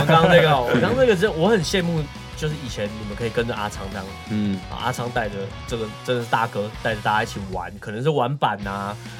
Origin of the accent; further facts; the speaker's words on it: Taipei, Taiwan; 也不是说因为我们是台北人，然后我们是台北团，然后我们就在台北生活